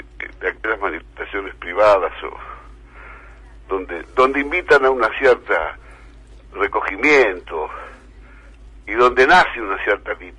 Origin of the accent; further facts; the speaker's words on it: Argentina; buena parte del pueblo argentino, que es mi pueblo